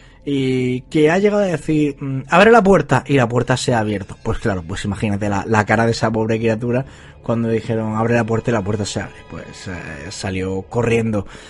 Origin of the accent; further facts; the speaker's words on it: Almería, Andalusia, Spain; estáis más que invitados a descubrir más misterios sobre mi tierra, sobre Almería